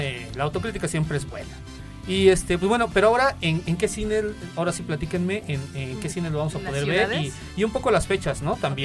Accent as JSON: {"language": "Spanish", "country": "Mexico", "said": "Es normal, somos mexicanos."}